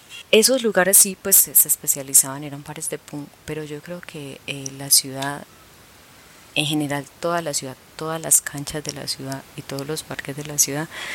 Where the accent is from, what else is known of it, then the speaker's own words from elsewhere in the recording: Medellín, Antioquia, Colombia; Uno eran los sicarios en los barrios pobres, yo soy de Castilla.